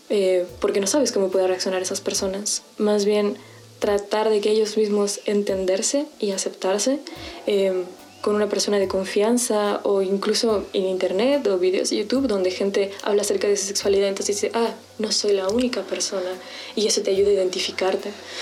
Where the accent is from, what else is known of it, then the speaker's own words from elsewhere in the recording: Querétaro, Mexico; Yo soy de Querétaro